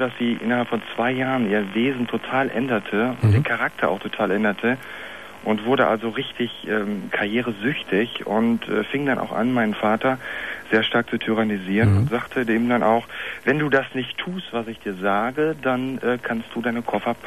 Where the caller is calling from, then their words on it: Berlin, Germany; Ich komme auch aus Berlin an.